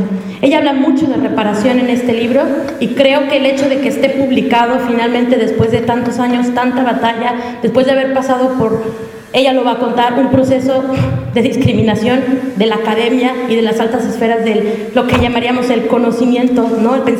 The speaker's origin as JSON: {"language": "Spanish", "country": "Mexico", "said": "Y voy a sacar alguna metáfora y alguna exageración porque encima soy mexicana."}